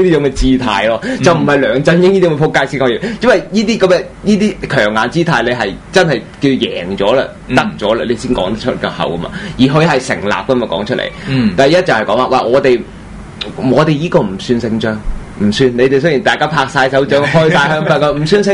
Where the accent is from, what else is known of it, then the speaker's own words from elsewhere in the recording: Hong Kong; 如果我哋香港人爭取民主各樣，都係依一種霸氣